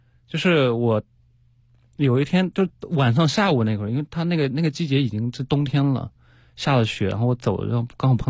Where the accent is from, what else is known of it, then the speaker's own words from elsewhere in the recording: China; 一直说我是中国人，我是来旅行的